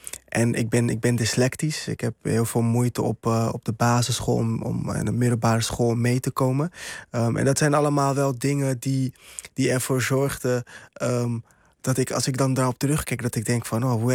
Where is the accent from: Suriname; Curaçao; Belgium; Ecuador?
Curaçao; Ik kwam net uit Curaçao en mijn ouders zijn allebei migranten.